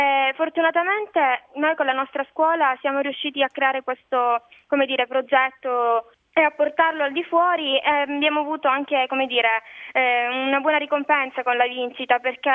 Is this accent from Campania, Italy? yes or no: no; Palermo, Sicily, Italy; Personalmente a me, che non sono dello Zen, dispiace molto, perché lo Zen fa parte della mia città